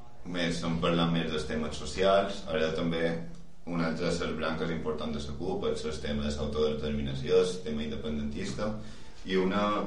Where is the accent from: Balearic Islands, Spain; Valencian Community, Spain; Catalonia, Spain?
Balearic Islands, Spain; hi ha una frase que a nosaltres com a mallorquins ens va cridar bastant l'atenció